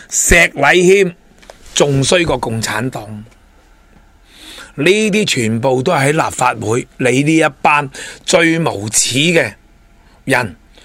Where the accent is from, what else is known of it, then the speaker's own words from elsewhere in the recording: Hong Kong; 我哋香港人仲有乜嘢路可以行。